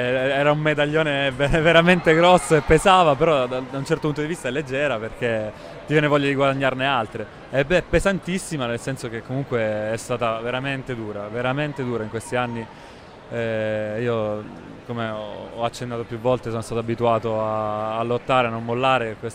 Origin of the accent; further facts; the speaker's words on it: Sicily, Italy; io sono un mangione, sono siciliano